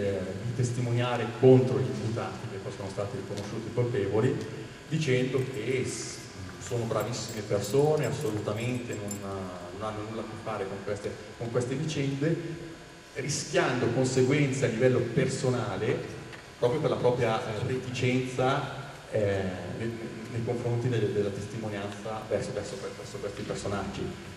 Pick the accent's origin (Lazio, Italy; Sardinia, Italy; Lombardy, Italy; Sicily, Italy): Lombardy, Italy; Lomazzo; io per esempio sono di Lomazzo